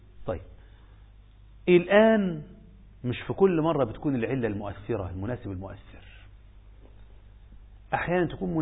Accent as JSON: {"language": "Arabic", "country": "Egypt", "said": "بقينا في 2-3 مليون زيادة عندنا في مصر"}